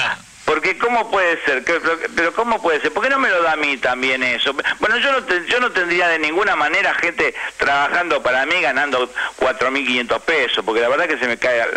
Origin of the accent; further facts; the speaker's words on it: Argentina; Porque somos los argentinos los que nos vamos a quedar sin trabajo.